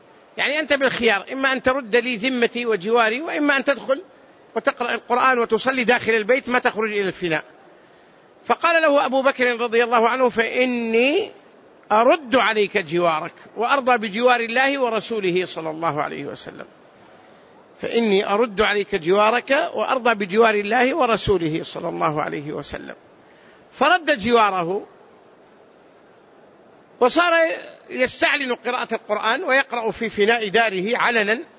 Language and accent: Arabic; Hejaz, Saudi Arabia; والسمر نوع من الشجر البري معروف عندنا في الحجاز